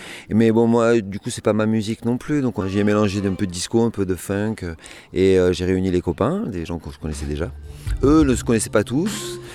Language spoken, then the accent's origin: French; Nouvelle-Aquitaine, France; accent: Pyrénées-Atlantiques; Non, c'est sud de Bourges. C'est plutôt les Pyrénées Atlantiques.